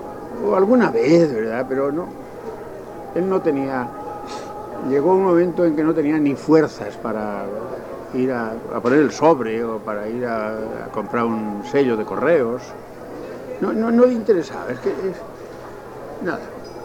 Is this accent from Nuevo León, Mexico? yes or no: yes; Monterrey, Nuevo León, Mexico; Yo soy de Monterrey, ya vivo en Monterrey, allí me estoy siempre.